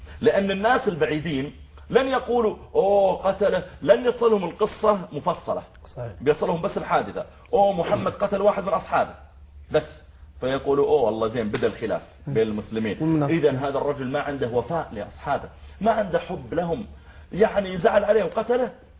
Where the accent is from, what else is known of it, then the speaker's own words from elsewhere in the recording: Saudi Arabia; قلت والله أنا I'm from سعودية عربية